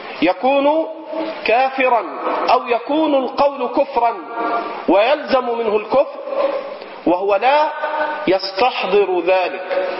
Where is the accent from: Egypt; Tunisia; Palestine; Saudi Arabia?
Egypt; حتى عندنا في مصر، حتى عندنا في مصر